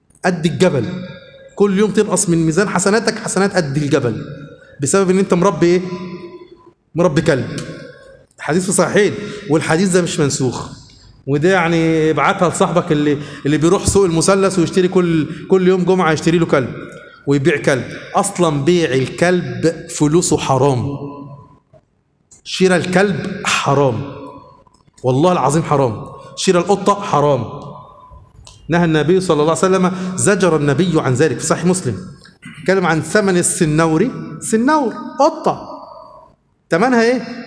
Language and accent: Arabic; Suez, Suez Governorate, Egypt; والله حصل عندنا في السويس